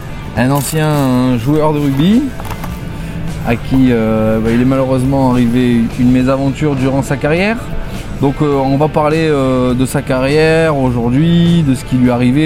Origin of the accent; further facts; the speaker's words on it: Toulon, Provence-Alpes-Côte d'Azur, France; Il est de Montpellier, moi j'étais de Toulon